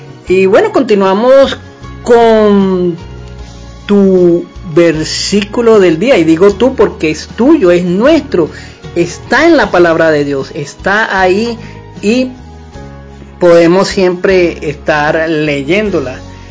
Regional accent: Venezuela; como somos bien venezolanos y le agradecemos al Señor por haber nacido en esta tierra de gracia

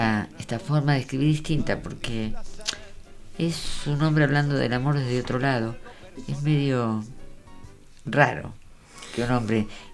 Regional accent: La Plata, Buenos Aires Province, Argentina; un poco nos negamos a hablar de Capital, porque somos muy platenses.

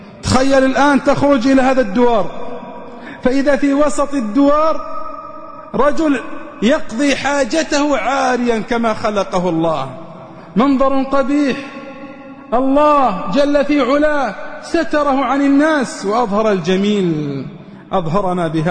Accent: Riyadh, Riyadh Province, Saudi Arabia; كنت في مستشفى النقاهة عندنا في الرياض

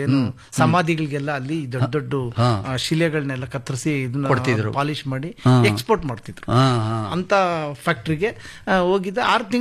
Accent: Yeliyur, Karnataka, India; ನಾನು ದೇವನಹಳ್ಳಿ ತಾಲೂಕು ಯಲಿಯೂರು ಗ್ರಾಮದಿಂದ ಬಂದಿದ್ದೀನಿ ಸರ್.

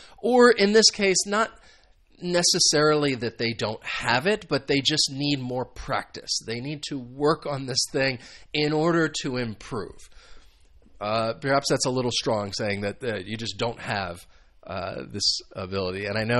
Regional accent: United States; And I'm sure American football is very popular in the United States, which is where I am from.

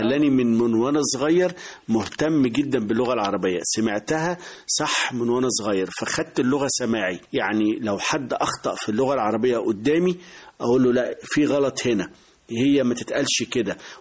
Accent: Beni Suef Governorate, Egypt; من بني سويف، يعتبر أول صعيد، أول محافظة صعيد. بعد الصعيد يعني. بس هي من مركز بعد بني سويف مبيبة، فيعني يعتبر جوه بعد بني سويف حوالي 20 كيلو.

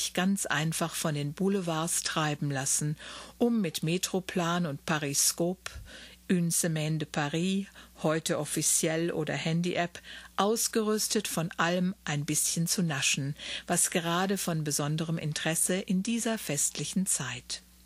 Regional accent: Wiesbaden, Hesse, Germany; born there; Wiesbaden ist mein Geburtsort und dort sind meine Eltern nach vielen Jahren Ausland auch wieder hingezogen.

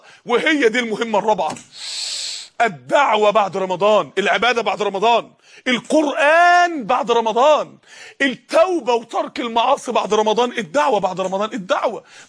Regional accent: Mansoura, Dakahlia, Egypt; زي السماء لما نزلت الطوب الجليد بتاعها من عدة ايام عندنا في المنصورة

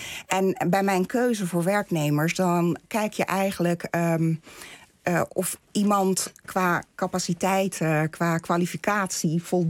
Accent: Netherlands; also born or lived in Turkey; Ik ben in Turkije geboren. Ja. Ik ben als kind, 9-jarig, ben ik naar Nederland gekomen. En ik voel me heel erg thuis. Vanaf het begin heb ik me hier thuis gevoeld.

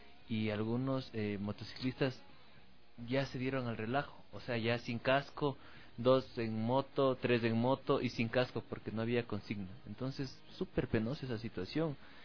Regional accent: Ecuador; no importa de qué parte del país seamos, pero demostremos como ecuatorianos que la cultura biker es seguridad ante todo

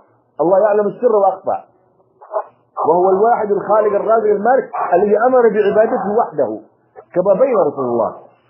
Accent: Yemen; عندنا في اليمن ما أكثر هذه القبور

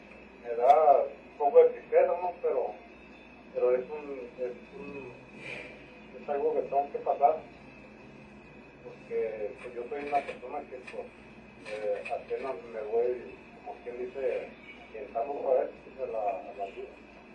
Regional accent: Sinaloa, Mexico; now in Mexicali, Mexico; como yo soy originario de Sinaloa, quise adaptarme al estado

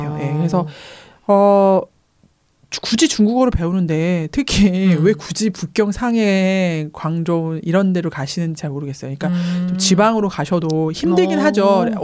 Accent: Honam, South Korea; 제가 호남 출신인데

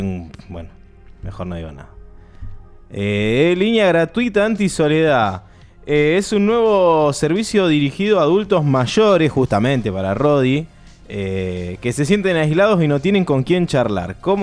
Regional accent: Banfield, Buenos Aires Province, Argentina; Yo soy de Banfield, nacido en Banfield, hincha de Banfield

